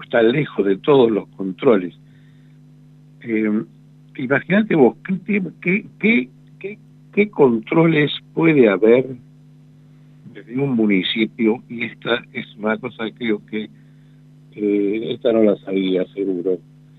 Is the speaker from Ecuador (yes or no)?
no; Argentina; pues somos argentinos en definitiva